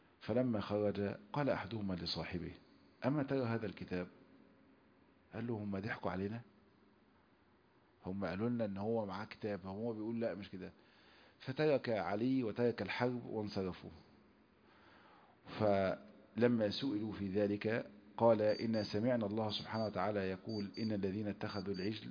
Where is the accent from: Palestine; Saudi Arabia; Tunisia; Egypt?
Egypt; احنا بنسمي النمل عندنا في مصر نمل